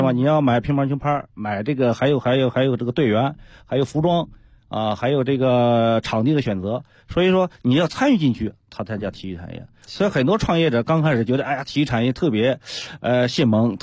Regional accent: China; 就是我们中国人已经站起来了。

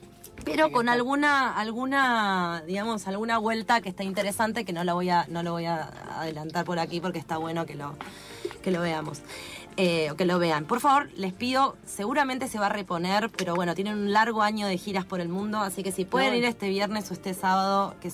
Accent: Argentina; No sorprende para nosotros que somos argentinos

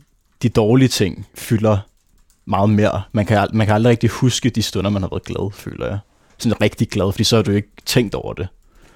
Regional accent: Nærum, Capital Region of Denmark, Denmark; also born or lived in Copenhagen; da jeg var 2 år, flyttede vi så til Nærum fra Nørrebro.

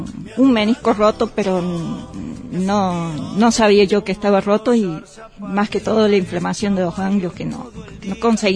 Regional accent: Córdoba, Argentina; accent: Cordobés; muy raro que se me note un poco el cordobés, pero sí, los cordobeses tenemos...

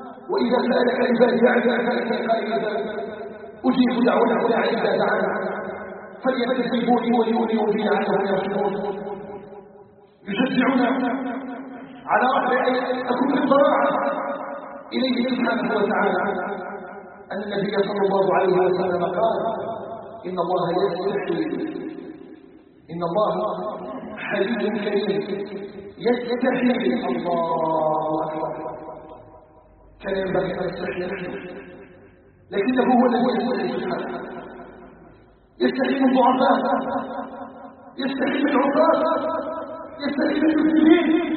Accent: Algeria; اللهم اجعل بلدنا الجزائر بلدنا امنا مطمئنا

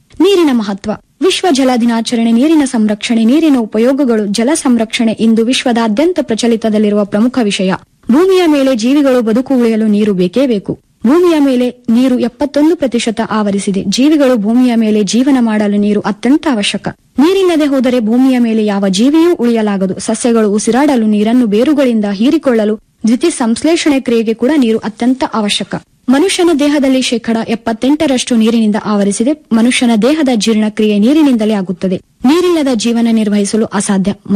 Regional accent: Karnataka, India; ನಾನು ಮೂಲತಃ ಕಲಬುರಗಿ ಜಿಲ್ಲೆಯವಳು.

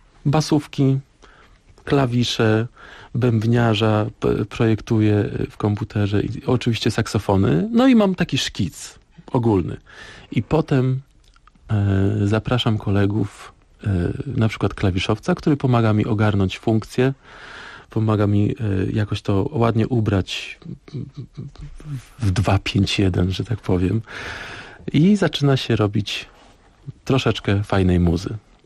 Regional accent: Szprotawa, Lubusz Voivodeship, Poland; Ja pochodzę ze Szprotawy. To są daleki zachód, dziki zachód nazywam to.

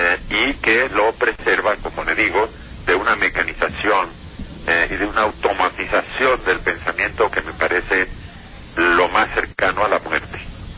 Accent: Colombia; lo cual no quiere decir que yo no siga siendo profundamente colombiano

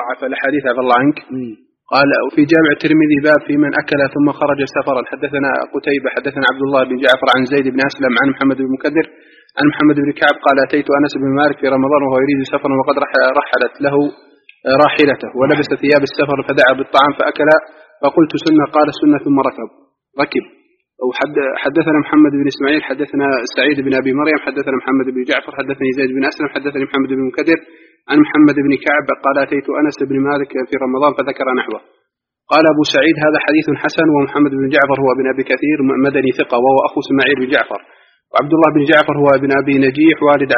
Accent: Egypt; نحن مقيمين هنا وأهالينا مثلا نعرف بعض الناس الضعاف عندنا في مصر

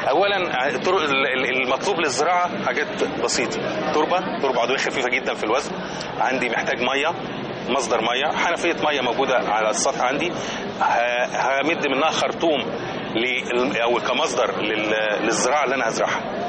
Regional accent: Egypt; انا الثقافه بتاعتنا كمصريين ان خلي حاجه ممكن تحتاجها بكره

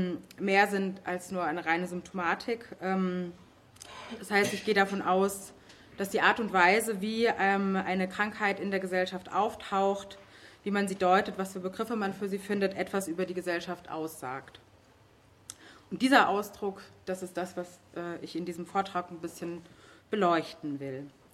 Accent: Leipzig, Saxony, Germany; Ich komme aus Leipzig, wie du schon gesagt hast.

